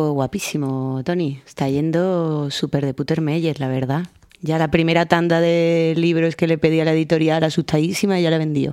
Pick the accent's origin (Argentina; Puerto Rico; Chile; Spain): Spain; Seville, Andalusia; voy a ir para allá a intentar darlo todo a mi ciudad natal